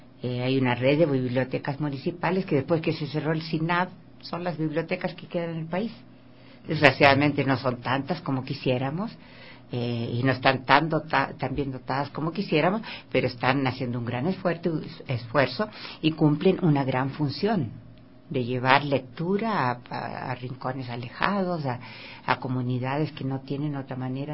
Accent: Chile; yo soy chilena, en Chile ya las bibliotecas tienen una tradición de años

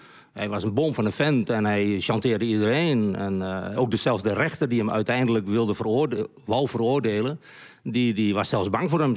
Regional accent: Overijssel, Netherlands; accent: Twents; Nee, ik praat zo plat als de pest. Ja. Dus ik doe het ontzettend plat Twents.

